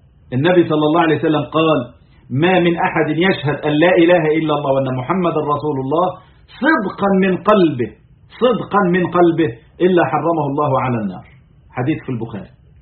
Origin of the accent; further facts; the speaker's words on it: Egypt; يعني احنا عندنا في مصر فترة من الفترات